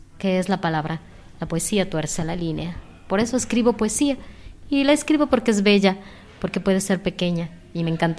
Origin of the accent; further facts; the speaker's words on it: Mexico; now in Guatemala; soy mexicana. Llevo varios años viviendo en Centroamérica y bueno, la vida y la voluntad me trajo aquí a Guatemala y pues casi tengo 5 años viviendo aquí.